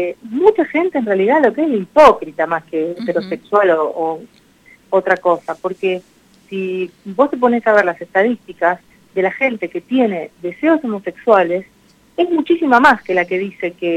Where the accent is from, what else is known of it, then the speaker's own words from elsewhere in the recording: Buenos Aires, Argentina; Yo estoy viviendo en este momento en Parque Patricios, pero soy oriunda de Mataderos y Bajo Flores, uh-huh, de esa zona. Pero ahora vivo por Parque Patricios.